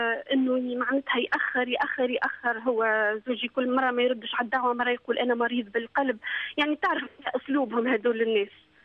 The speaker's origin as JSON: {"language": "Arabic", "country": "Tunisia", "lives_now": "Dubai, United Arab Emirates", "said": "ما نقدرش نرجع ونشتغل أنا وضعي في تونس سيء جدا"}